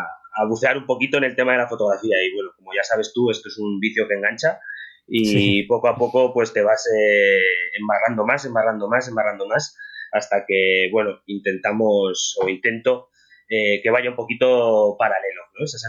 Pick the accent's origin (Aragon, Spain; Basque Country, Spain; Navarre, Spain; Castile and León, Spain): Aragon, Spain; Zaragoza; born there; vivo en el Pirineo, como tú has dicho, desde hace 5 años, más o menos. Soy nacido en Zaragoza, pero digamos que soy un neo-rural que ha decidido dejar un poco la ciudad y venirse al Pirineo.